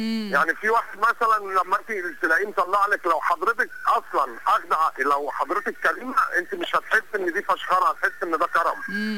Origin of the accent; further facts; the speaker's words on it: Egypt; كمصريين احنا لينا يعني زي ما بيقولوا لينا كتالوج لوحدينا كده غير اي دوله عربيه